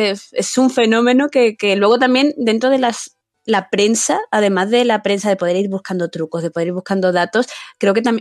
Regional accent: Fuengirola, Andalusia, Spain; tener que ir desde mi pueblo de Fuengirola a la capital, a Málaga, a coger el tren

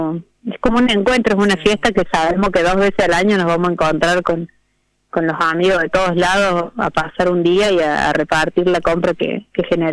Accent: Córdoba, Argentina; Nosotras somos las dos de Córdoba, de distintos lugares de la sierra

